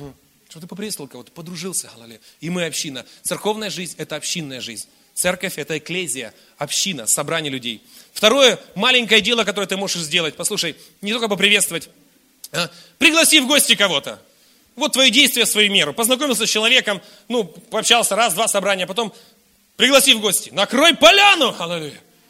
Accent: Irkutsk, Irkutsk Oblast, Russia; Я рос в Иркутске, на окраине Иркутска, частный сектор. Мы все родственники жили, 4 семьи рядом.

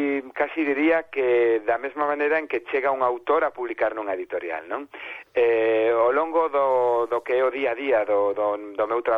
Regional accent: Vigo, Galicia, Spain; ademais son de Vigo, e os de Vigo temos problemas con algúns verbos, o verbo ver, o verbo mirar, hai unha serie de verbos que confundimos.

